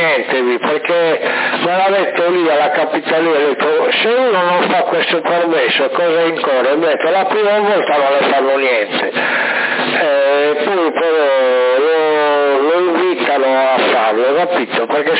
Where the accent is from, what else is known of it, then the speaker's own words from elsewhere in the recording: Sardinia, Italy; perché noi non siamo sardi, non siamo di fuori, siamo sardi.